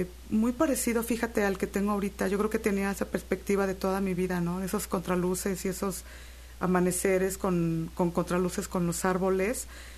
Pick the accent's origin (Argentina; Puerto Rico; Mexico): Mexico; Xalapa, Veracruz; Yo soy de aquí, de Jalapa.